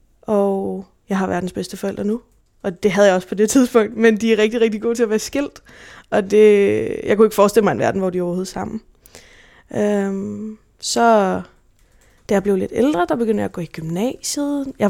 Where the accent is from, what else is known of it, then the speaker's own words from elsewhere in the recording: Gentofte, Capital Region of Denmark, Denmark; born there; jeg blev født på Gentofte Hospital i 98, 24. juli 98